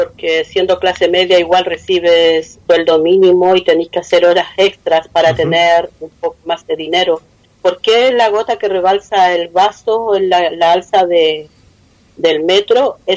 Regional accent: Araucanía, Chile; first language Mapuche; Spanish is a second language; los voy a saludar en mi lengua materna, que es mapuche. Marimari Lamien, Marimari Compuché … locutora de Radio Huelquén Curruj, medio de comunicación mapuche de la Araucanía

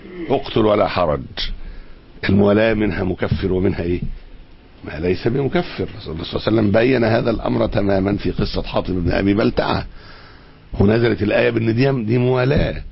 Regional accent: Egypt; اساطين الليبرالية عندنا في مصر

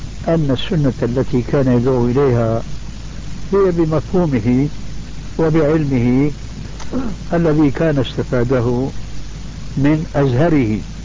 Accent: Damascus, Damascus Governorate, Syria; كما يقولون عندنا في دمشق الألف من المصطيجة، المصطيجة العصاية الطويلة عندنا

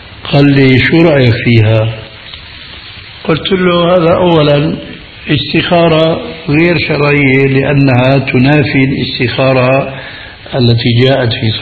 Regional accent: Damascus, Damascus Governorate, Syria; هذه كان تستعمل عندنا في دمشق

